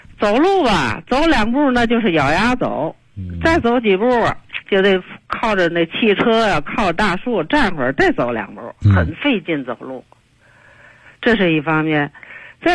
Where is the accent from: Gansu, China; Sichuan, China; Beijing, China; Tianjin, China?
Tianjin, China; 我是天津的，河北区的。